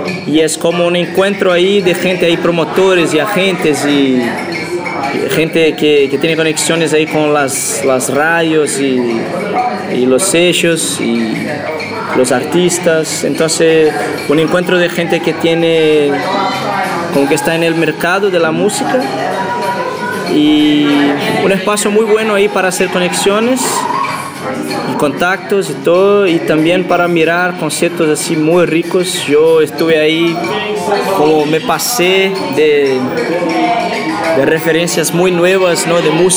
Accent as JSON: {"language": "Spanish", "town": "Belo Horizonte", "region": "Minas Gerais", "country": "Brazil", "second_language": "Spanish", "said": "de Brasil. … de Belo Horizonte, Brasil."}